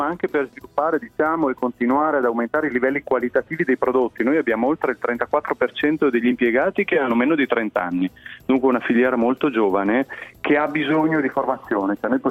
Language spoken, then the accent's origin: Italian; Parma, Emilia-Romagna, Italy; No, sono di Parma.